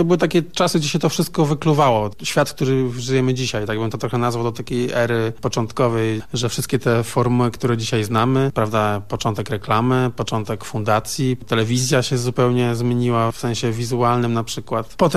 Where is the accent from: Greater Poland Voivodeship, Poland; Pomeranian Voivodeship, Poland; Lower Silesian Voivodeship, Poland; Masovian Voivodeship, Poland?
Pomeranian Voivodeship, Poland; Gdańsk; Ja jestem z Gdańska